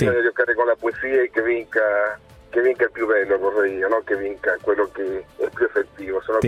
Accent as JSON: {"language": "Italian", "country": "Argentina", "said": "Sono dell'Argentina fino al collo."}